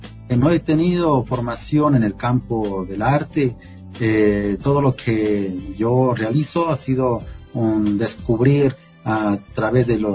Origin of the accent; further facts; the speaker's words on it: Ecuador; Bueno, en mi país, en mi ciudad, he expuesto en la alcaldía, en la gobernación